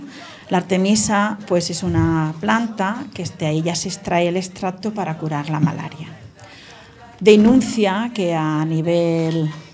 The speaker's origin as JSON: {"language": "Spanish", "region": "Catalonia", "country": "Canada", "moved": "yes", "lives_now": "Écija, Spain", "said": "Yo vengo de una zona, pues si este señor es catalán, yo también sabéis que soy catalana"}